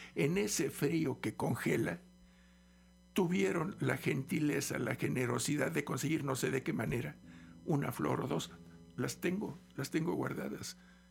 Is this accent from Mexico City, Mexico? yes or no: yes; Mexico City, Mexico; born there; now in Xalapa, Mexico; En la Ciudad de México.